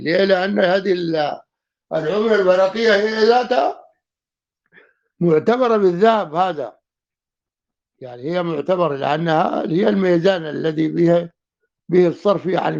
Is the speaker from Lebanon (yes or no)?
no; Sudan; طبعا اغلى من الذهب اللي عندنا في السودان